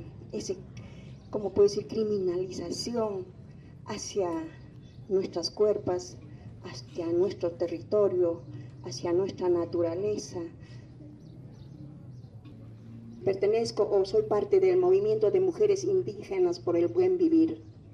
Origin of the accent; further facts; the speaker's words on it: Puno, Peru; soy de Perú, de un pueblito llamado Julipuno, a las orillas del lago Titicaca.